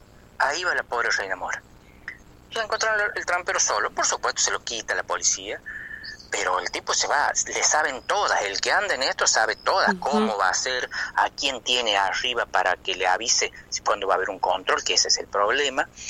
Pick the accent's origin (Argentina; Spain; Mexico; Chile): Argentina; Córdoba; accent: chuncano; los lugareños, ya no queremos hablar chuncano, ya parece que nos da vergüenza hablar, tener nuestra tonada, defender nuestra tonada.